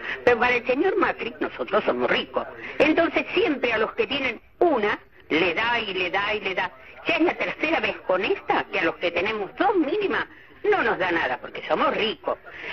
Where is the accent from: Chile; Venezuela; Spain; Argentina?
Argentina; Lanús, Buenos Aires Province; soy de Lanús.